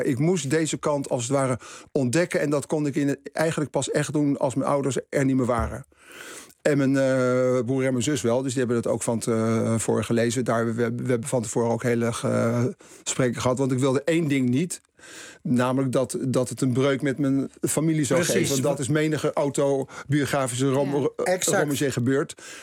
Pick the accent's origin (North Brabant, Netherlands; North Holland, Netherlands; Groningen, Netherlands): North Holland, Netherlands; Haarlem; Ik kwam uit Haarlem, dat is toch dicht bij Amsterdam.